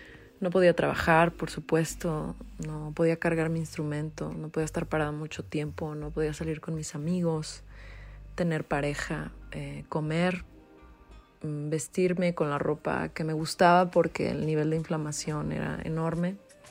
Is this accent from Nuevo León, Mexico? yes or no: no; Guadalajara, Jalisco, Mexico; now in Mexico City, Mexico; tengo 36 años, soy de Guadalajara, Jalisco y vivo en Ciudad de México.